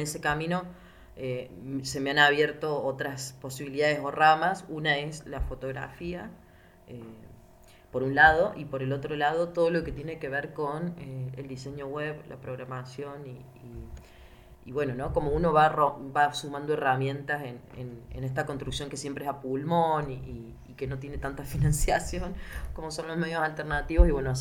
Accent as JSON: {"language": "Spanish", "country": "Argentina", "said": "yo soy de Argentina"}